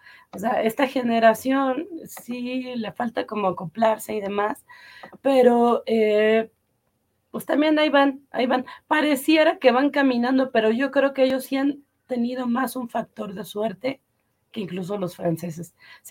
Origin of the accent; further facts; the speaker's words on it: Mexico; pues ahorita que México ya no está, pues como buenos mexicanos vamos a chismear